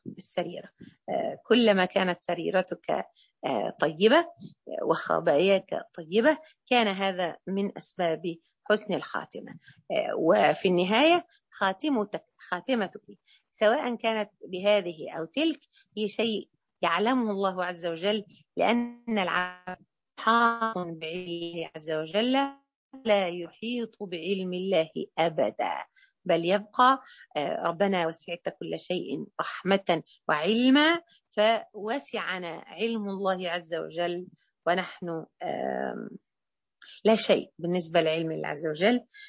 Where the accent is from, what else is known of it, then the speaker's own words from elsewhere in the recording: Mansoura, Dakahlia, Egypt; الجمعيه الشرعيه عندنا في المنصوره